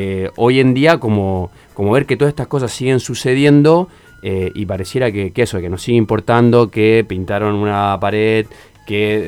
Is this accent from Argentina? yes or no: no; Chile; como chileno me llama mucho la atención todo lo que sucede acá con la policía.